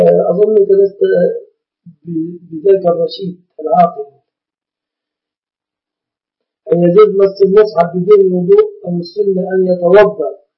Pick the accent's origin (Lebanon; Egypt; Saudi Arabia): Egypt; عندنا في مصر كان سماها زمان طاسة الطربة.